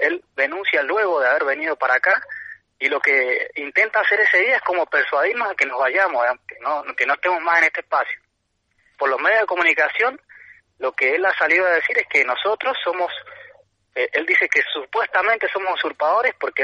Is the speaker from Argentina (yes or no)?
yes; Tupungato, Mendoza, Argentina; Nosotros somos de Tupungato, de Coronel Tata, acá de Tunuyán